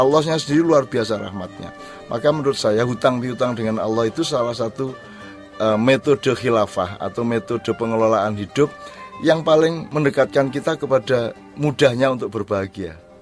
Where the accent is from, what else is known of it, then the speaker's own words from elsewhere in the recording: Jombang, East Java, Indonesia; also born or lived in Gontor; Jadi kelas 5 dan kelas 6 SD saya pindah dari Jombang ke Gontor.